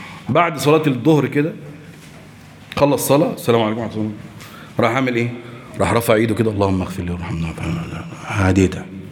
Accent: Egypt; احنا دلوقتي عندنا في مصر

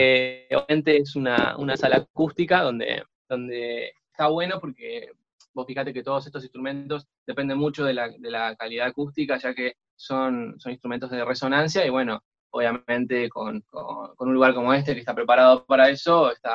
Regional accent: Argentina; Yo llego justo el día que cierran la frontera en mi país, en Argentina, llego un día antes.

